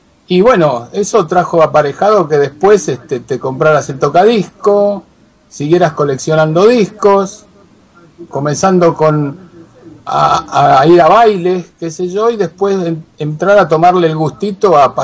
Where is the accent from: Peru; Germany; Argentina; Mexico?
Argentina; San Telmo, Buenos Aires; born there; Yo nací en San Telmo.